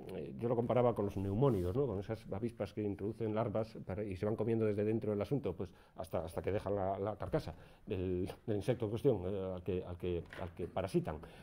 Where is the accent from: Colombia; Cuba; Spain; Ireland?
Spain; Vigo, Galicia; yo soy de Vigo y se estilaba mucho la patada al perro